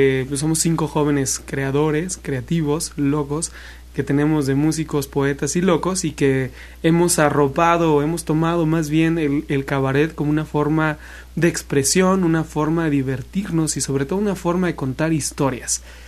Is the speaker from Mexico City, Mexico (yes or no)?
yes; Mexico City, Mexico; Yo soy de Ciudad de México.